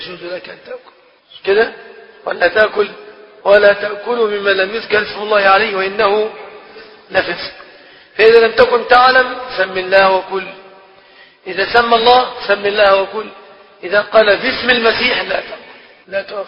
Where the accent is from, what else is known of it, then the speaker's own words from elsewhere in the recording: Egypt; يعني احنا من مصر يعني يجيبوا منين؟